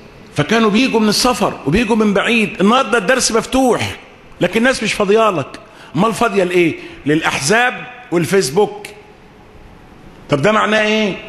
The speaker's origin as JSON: {"language": "Arabic", "country": "Egypt", "said": "قلت له احنا عندنا في مصر"}